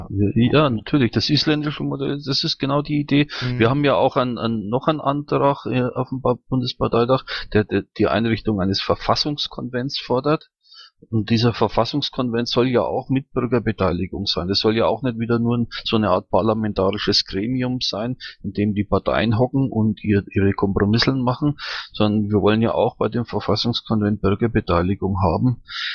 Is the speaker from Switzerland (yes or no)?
no; Bavaria, Germany; Ich komme aus Mittelfranken, genau aus von der Pegnitz. Das liegt so 15 Kilometer östlich von Nürnberg